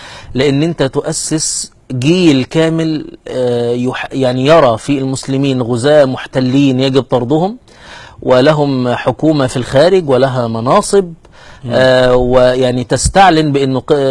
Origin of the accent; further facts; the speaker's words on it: Egypt; احنا عندنا في مصر هنا يريدون افهامنا بان الدولة الحديثة دي انجاز